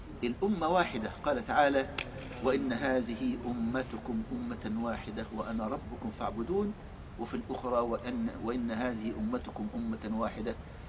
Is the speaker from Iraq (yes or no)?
no; Egypt; عندنا في مصر كان في خط بيطلع من القاهره ينزل لغايه كسله في جنوب السودان، خط واحد.